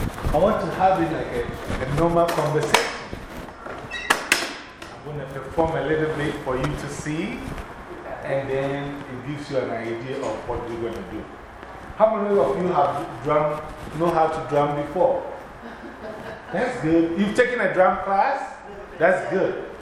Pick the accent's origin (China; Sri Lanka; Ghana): Ghana; And in Africa, like I said, Africa, I'm from Ghana.